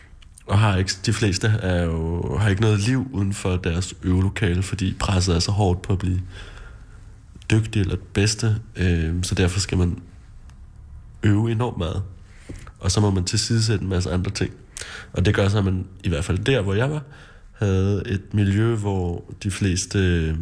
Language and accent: Danish; Charlottenlund, Capital Region of Denmark, Denmark; Ja, jeg voksede op i Charlottenlund, lidt nord for København.